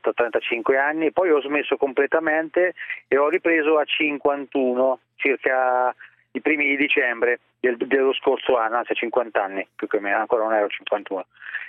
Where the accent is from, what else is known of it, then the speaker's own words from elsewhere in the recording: Ancona, Marche, Italy; proprio sono di Ancona proprio.